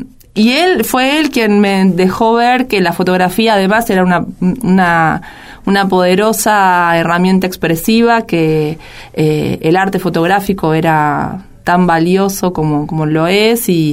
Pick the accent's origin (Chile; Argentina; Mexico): Argentina; Venado Tuerto, Santa Fe; now in Rosario, Argentina; yo no soy de acá, en realidad soy de Venado Tuerto, pero estaba en Rosario estudiando comunicación social.